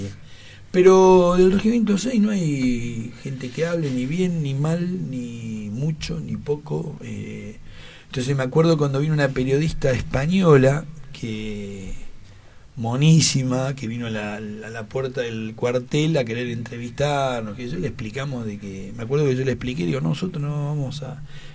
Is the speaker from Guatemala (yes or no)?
no; Argentina; yo tuve la guerra de Malvinas, soy argentino